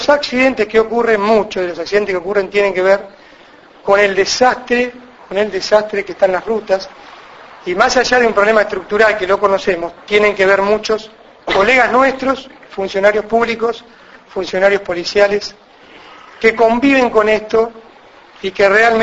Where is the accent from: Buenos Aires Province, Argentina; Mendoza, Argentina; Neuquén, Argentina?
Buenos Aires Province, Argentina; Cañuelas; yo soy de Cañuelas, pero tenemos, a Dios gracias, hace 3 años que estamos aquí en Olavarría con Cocatra